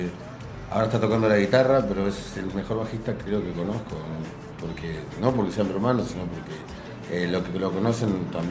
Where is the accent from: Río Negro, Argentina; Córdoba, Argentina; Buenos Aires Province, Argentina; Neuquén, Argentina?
Río Negro, Argentina; Viedma; moved away as an adult; now in Buenos Aires, Argentina; No, soy de Viedma, Río Negro.